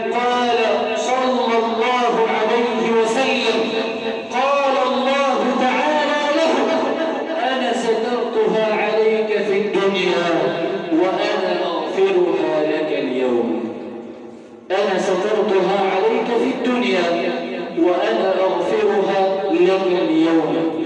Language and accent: Arabic; Egypt; اللهم إنا نسألك أن تجعل بلدنا مصر سخاء رخاء